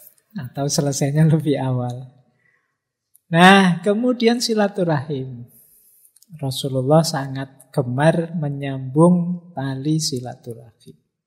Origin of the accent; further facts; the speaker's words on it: Mojokerto, East Java, Indonesia; now in Yogyakarta, Indonesia; Saya dulu dari Mojokerto, cara ngomongnya agak kayak Surabayaan, agak medoknya medok agak spontan kayak Surabaya, tapi ya sudah hampir 30 tahun di Jogja ya. Kalau saya pulang mesti orang sana bilang Mojokertonya hilang.